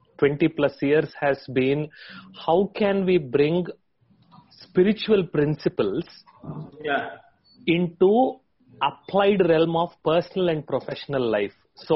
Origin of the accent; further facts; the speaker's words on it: Hyderabad, Telangana, India; I am from Hyderabad.